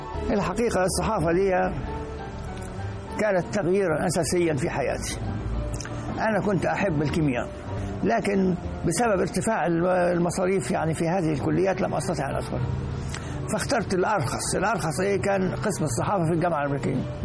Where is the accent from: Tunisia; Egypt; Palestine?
Egypt; Akhmim, Sohag Governorate; born there; فأنا صعيدي، يعني من مولود في بلد اسمها إخميم من محافظة سوهاج، وإن كانت الأسرة تنتمي إلى إقليم ولا محافظة قنا.